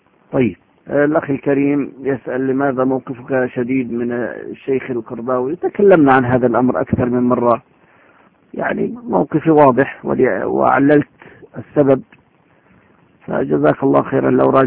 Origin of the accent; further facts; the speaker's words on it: Syria; حزب البعث عندنا في سوريا له 30-40 سنة جيل بعد جيل